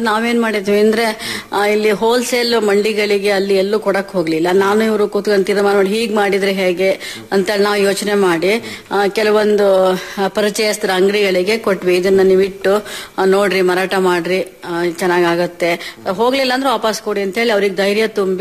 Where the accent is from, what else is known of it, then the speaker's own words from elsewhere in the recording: Sagar, Karnataka, India; ನಮ್ಮೂರು ಸಾಗರ ಸರ್, ಸಾಗರ ಹಳ್ಳಿ ಸಿರಗುಪ್ಪೆ ಅಂತ.